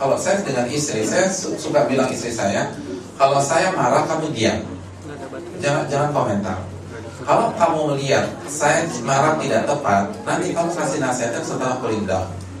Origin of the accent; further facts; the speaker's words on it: Jabodetabek, Indonesia; karena saya kan dari Jabotabek